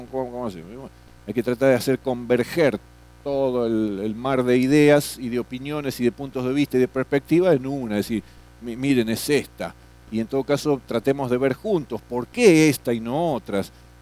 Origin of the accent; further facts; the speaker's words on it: Florencio Varela, Buenos Aires Province, Argentina; No, somos de Florencio Varela.